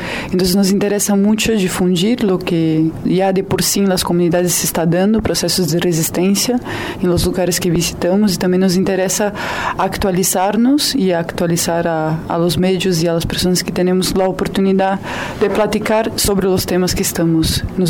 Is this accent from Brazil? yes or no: yes; Brazil; Spanish is a second language; soy de Brasil